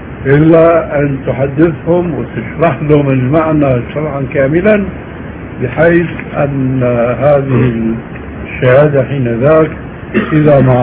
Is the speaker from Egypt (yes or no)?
no; Syria; عندنا في سوريا